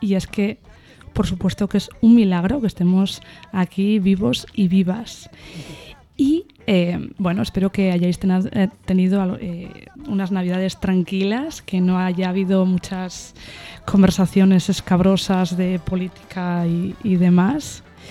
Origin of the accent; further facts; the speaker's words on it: Cantabria, Spain; porque yo soy de Cantabria.